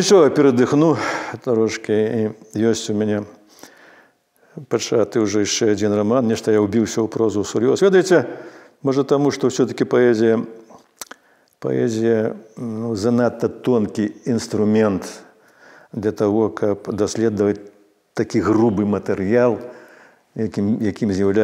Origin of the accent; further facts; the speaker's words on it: Krevo, Grodno Region, Belarus; born there; Я нарадзіўся ў Крэве пад сценамі Крэўскага замка.